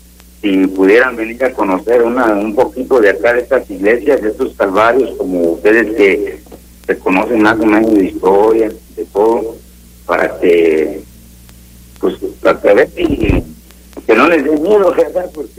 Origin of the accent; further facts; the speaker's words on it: San Miguel de Allende, Guanajuato, Mexico; y soy de allá de San Miguel de Allende, ¿no?